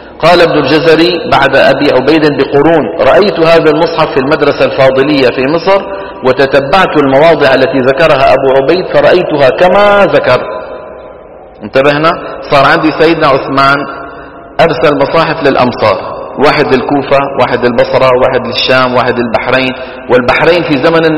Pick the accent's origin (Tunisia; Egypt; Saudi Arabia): Saudi Arabia; وإلى الآن مثلا عندنا في السعودية يقولون دحين